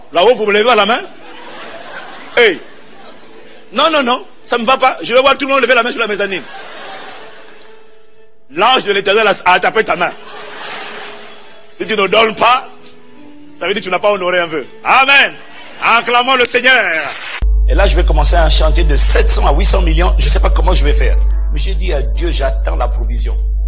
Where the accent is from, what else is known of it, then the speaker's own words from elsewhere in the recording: Pointe-Noire, Republic of the Congo; Chez nous, à Pointe-Noire, ça coûte très cher.